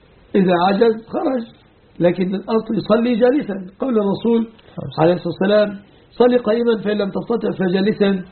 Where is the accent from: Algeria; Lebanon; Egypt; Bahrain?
Egypt; وأن يحفظ بلادنا مصر